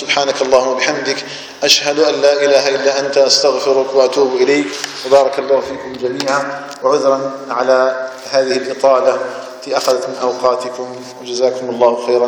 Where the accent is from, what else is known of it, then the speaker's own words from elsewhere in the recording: Algeria; بلدنا الجزائر